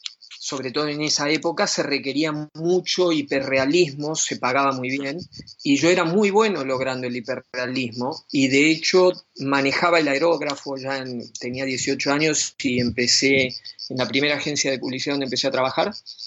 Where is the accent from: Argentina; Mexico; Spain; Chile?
Argentina; ese entrenamiento que tuve durante toda mi infancia en Argentina y adolescencia me sirvió mucho a la hora de establecer una carrera aquí en Europa.